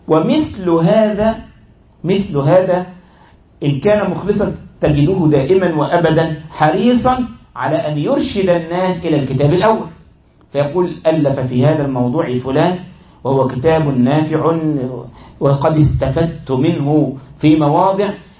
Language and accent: Arabic; Egypt; تجد بعض الإخوة عندنا في مصر